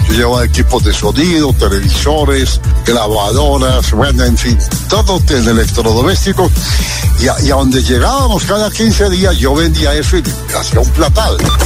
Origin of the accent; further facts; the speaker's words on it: Andalusia, Spain; moved away as an adult; now in Medellín, Colombia; Cuando yo vengo de un pueblo de Sevilla donde no hay fútbol profesional a vivir a Medellín